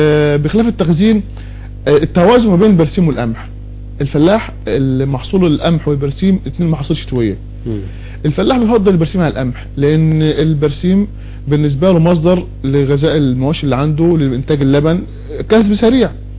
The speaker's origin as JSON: {"language": "Arabic", "country": "Egypt", "said": "اللي عندنا في مصر"}